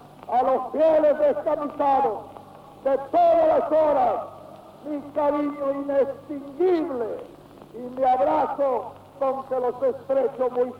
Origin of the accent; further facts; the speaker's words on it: Argentina; un hombre más de este pueblo maravilloso, deseo hablarles de mi gratitud y de mi orgullo de argentino y de trabajador.